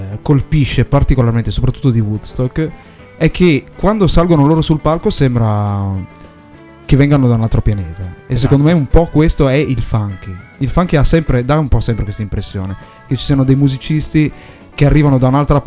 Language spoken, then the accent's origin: Italian; Brescia, Lombardy, Italy; veniamo in qualche modo da Brescia, anche se ci sono parti del gruppo che sono veronesi